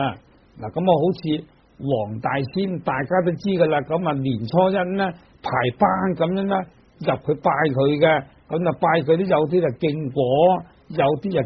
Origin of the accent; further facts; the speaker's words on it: China; 尤其是我们中国人啊，很多那些迷信的